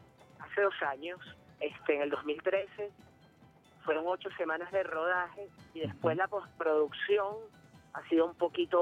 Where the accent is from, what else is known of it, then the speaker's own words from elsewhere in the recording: Caracas, Capital District, Venezuela; Bueno, casi todos somos caraqueños.